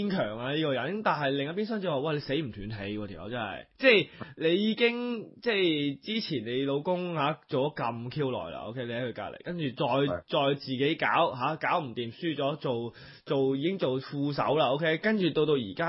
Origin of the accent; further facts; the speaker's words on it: Australia; 咁我哋今日都 predict 咗少少呢啲即係我哋澳洲人啦